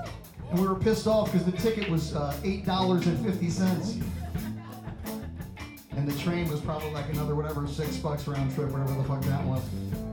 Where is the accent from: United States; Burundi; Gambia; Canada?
United States; Stratford, Connecticut; I grew up in Stratford. I grew up on Cut Spring Road, corner of Cut Spring and Thornburg.